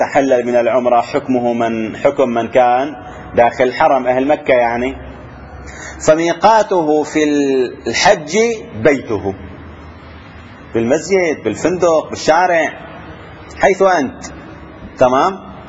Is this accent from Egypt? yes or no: no; Syria; تعرفون كانوا عندنا في الشام يحجزون الطيران إلى المدينة